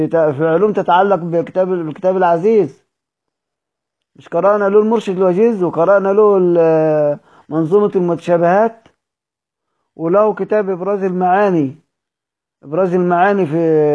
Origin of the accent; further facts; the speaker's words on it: Egypt; يعني احنا مصريين مبوظين الهمزة خالص، يعني مش بننطقها